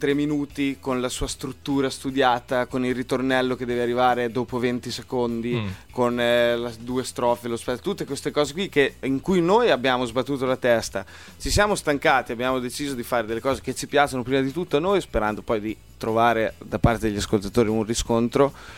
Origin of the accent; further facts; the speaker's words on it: Emilia-Romagna, Italy; noi veniamo da un paesino in realtà, non siamo di Forlì, ma